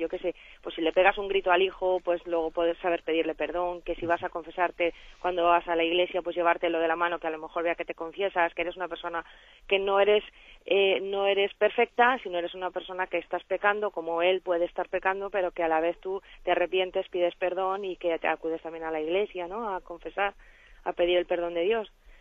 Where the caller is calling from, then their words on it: Valencia, Valencian Community, Spain; de Valencia.